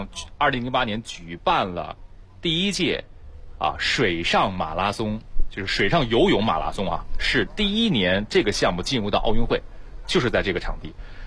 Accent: China; 作为中国人特别的骄傲和自豪，作为北京的市民更加的幸福

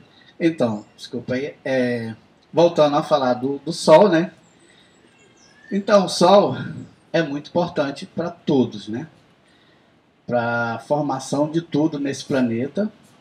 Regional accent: Boca do Acre, Amazonas, Brazil; now in Rio de Janeiro, Brazil; sou de Boca do Acre, município do Amazonas, sul do Amazonas, Boca do Acre é divisa com o estado do Acre. E eu já moro aqui há alguns anos, no Rio de Janeiro, me sinto praticamente carioca já, né?

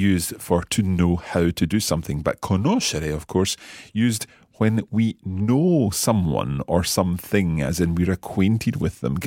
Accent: Scotland, United Kingdom; I think we've perhaps got in a slight advantage being Scottish because we roll our R's all the time.

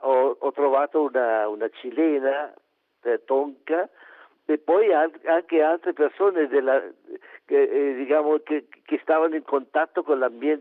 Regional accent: Milan, Lombardy, Italy; also born or lived in Chile; Sono italiano, sono nato a Milano, ho studiato a Milano nel Conservatorio Verdi e sono andato in Cile per un contratto che mi hanno offerto del Teatro Municipale.

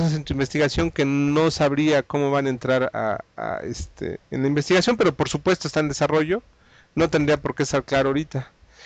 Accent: Mexico; yo soy papá, yo soy hijo, yo soy mexicano, yo soy investigador, yo soy politécnico

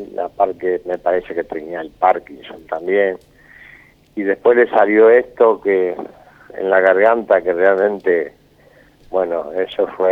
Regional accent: Santa Fe, Argentina; moved away as an adult; Yo vine de Santa Fe en el 71 a San Lorenzo de Almagro

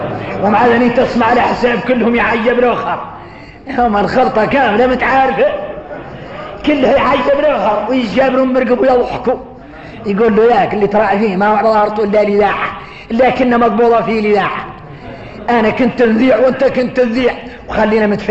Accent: Mauritania; احنا موريتاني احنا موريتاني

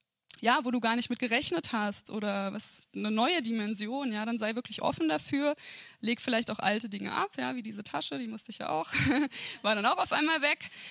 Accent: Kassel, Hesse, Germany; moved away as an adult; ich komme ja eigentlich aus Kassel und bin so vor einem guten Jahr hierher gezogen.

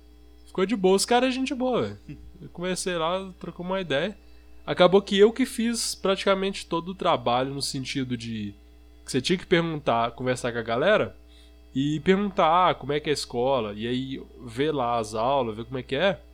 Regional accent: São João, Brazil; Eu falei, sou daqui de São João.

